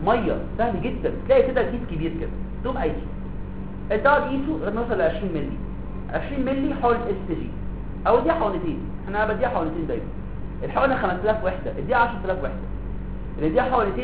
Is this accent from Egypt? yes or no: yes; Egypt; احنا برضه عندنا في مصر قله اكل السمك